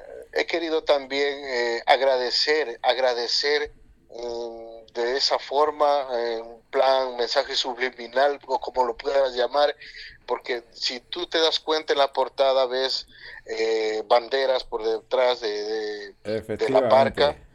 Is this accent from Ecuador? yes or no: yes; Catamayo, Loja, Ecuador; Esa es la bandera de mi cantón, de mi pueblo, donde yo vengo, que, ajá, es Catamayo